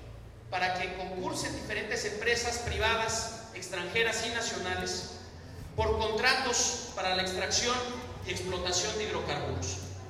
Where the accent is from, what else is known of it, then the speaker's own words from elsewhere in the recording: Monterrey, Nuevo León, Mexico; yo soy y vengo de la ciudad de Monterrey, actualmente habito en esta ciudad